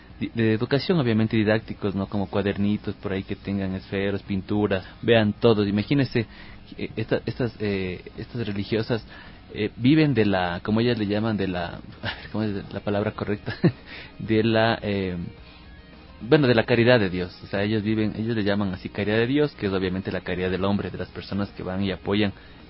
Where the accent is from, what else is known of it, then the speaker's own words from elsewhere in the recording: Ecuador; como ecuatoriano nos representa, nos va a permitir crecer.